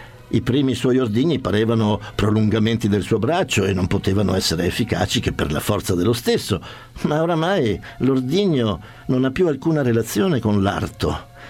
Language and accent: Italian; Trieste, Friuli-Venezia Giulia, Italy; in quanto io sono triestino, per cui lo adoro.